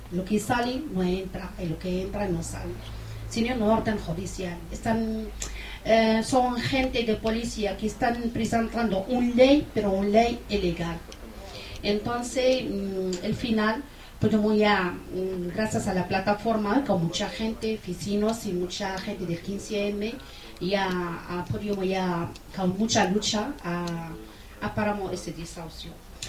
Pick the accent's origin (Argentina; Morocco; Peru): Morocco; soy marroquí